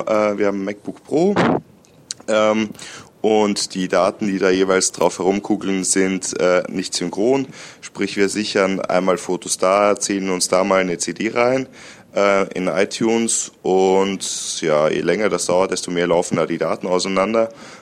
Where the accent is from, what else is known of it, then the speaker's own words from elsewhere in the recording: Austria; moved away; wenn wir nach Österreich in meine alte Heimat fahren, so 5 bis 6 Stunden